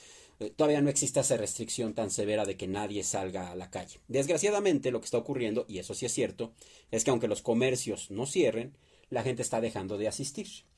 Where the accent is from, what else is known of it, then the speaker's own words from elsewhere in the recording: Mexico; Somos mexicanos y queremos apoyar a México.